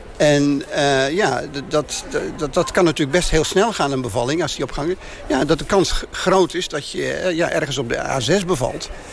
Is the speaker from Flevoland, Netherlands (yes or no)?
yes; Urk, Flevoland, Netherlands; En dat geldt met name ook voor Urk, hè, waar ik vandaan kom.